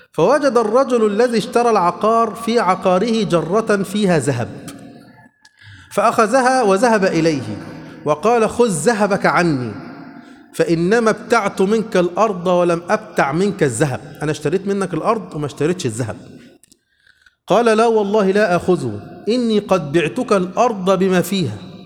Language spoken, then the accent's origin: Arabic; Egypt; عندنا في مصر كده